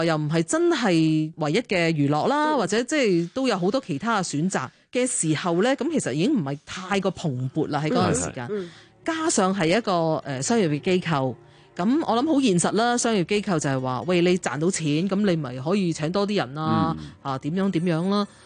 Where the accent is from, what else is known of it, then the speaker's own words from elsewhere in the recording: Shanghai, China; 乜你會知道我上海人？